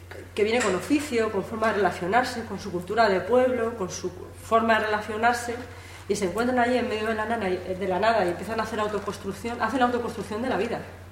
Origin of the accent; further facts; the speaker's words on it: Andalusia, Spain; also born or lived in Madrid; yo me he criado una parte en Madrid, aunque soy andaluza